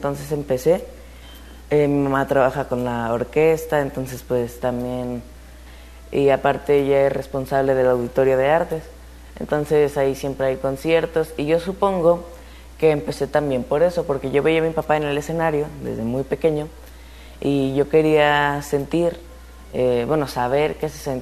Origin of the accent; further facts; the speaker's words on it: Zacatecas, Mexico; Tengo 13 años, soy de aquí, de Zacatecas, y yo toco el piano.